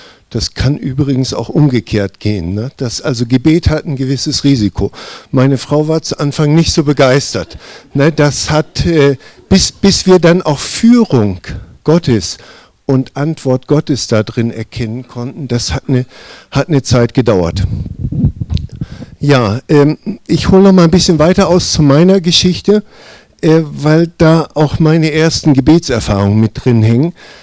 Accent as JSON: {"language": "German", "town": "Hanover", "region": "Lower Saxony", "country": "Germany", "moved": "as an adult", "lives_now": "Allgäu, Germany", "said": "7 Jahren im Allgäu. Familie ist seit 6 Jahren mit hier im Allgäu. Ich bin Wirtschaftsflüchtling, also bin aus Hannover gekommen."}